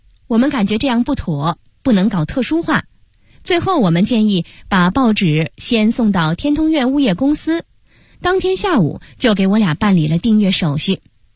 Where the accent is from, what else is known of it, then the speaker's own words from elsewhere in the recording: Changping, Beijing, China; 我是北京人，也是昌平人， 耄耋之年